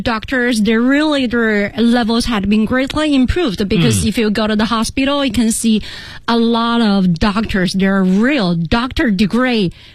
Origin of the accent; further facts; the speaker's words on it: Chengdu, Sichuan, China; Yeah, because I'm from Chengdu.